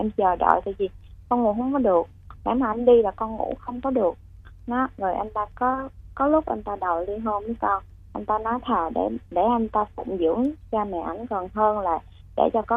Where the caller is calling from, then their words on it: Bến Tre, Vietnam; Dạ hiện tại em đang ở Bến Tre chị.